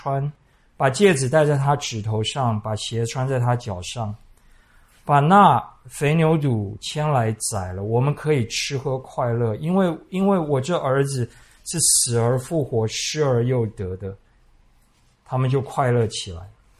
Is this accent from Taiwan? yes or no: yes; Taiwan; 我们台湾人可能看多了败家子败家女